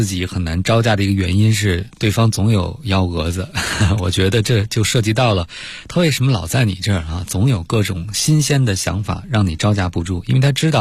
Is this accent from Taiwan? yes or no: no; China; 其实在我们中国人的生活中有一个让人很心累的东西，就是所谓的人情债，是吧？